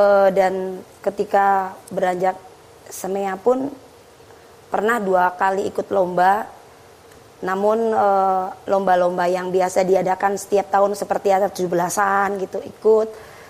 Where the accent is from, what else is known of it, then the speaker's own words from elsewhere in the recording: Jakarta, Indonesia; born there; Saya pun juga lahir di Jakarta, lahirnya di Jakarta.